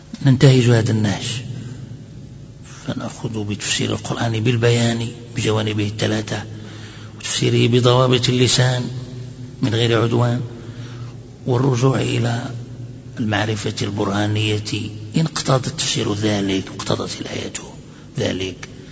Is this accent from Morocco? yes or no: yes; Morocco; أتكلم أحيانا بدارجة مغربية